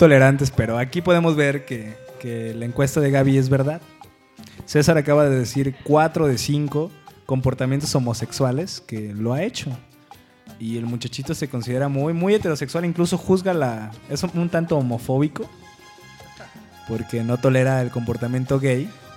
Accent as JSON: {"language": "Spanish", "country": "Mexico", "said": "nos recuerda que como mexicanos tenemos una mente más abierta y más pícara"}